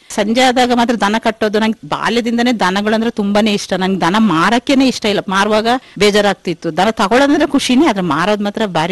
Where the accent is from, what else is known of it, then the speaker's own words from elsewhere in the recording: Abhyathmangala, Karnataka, India; born there; ನಾನು ಹುಟ್ಟಿದ್ದು ಅಭ್ಯತ್ಮಂಗಲ ಗ್ರಾಮ … ಹೈಸ್ಕೂಲ್ ಎಲ್ಲ ಚಟ್ಟಳ್ಳಿ ಹೈಸ್ಕೂಲ್, PUC ಮರಗೋಡು. ಆಮೇಲೆ ಮದ್ವೆ ಆಯ್ತು … ಮದ್ವೆ ಆಗಿ.